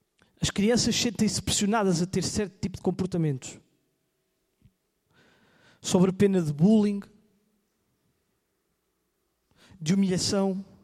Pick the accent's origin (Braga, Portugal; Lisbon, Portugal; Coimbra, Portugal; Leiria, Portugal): Coimbra, Portugal; Os irmãos entendem, eu cresci em Coimbra, mas eu não me sentia seguro.